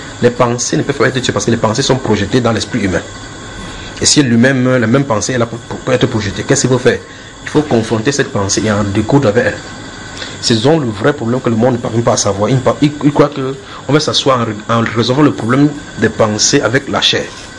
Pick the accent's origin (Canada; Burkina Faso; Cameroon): Cameroon; Si tu es Camerounais, je suis Camerounais.